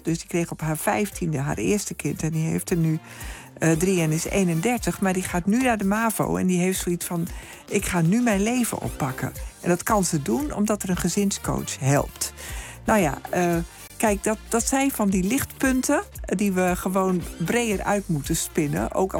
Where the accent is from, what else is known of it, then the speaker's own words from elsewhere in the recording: Hoogeveen, Drenthe, Netherlands; ik ben zelf opgegroeid in Hoogveen. Daar was wel een goede middelbare school, Hoogveen in Drenthe.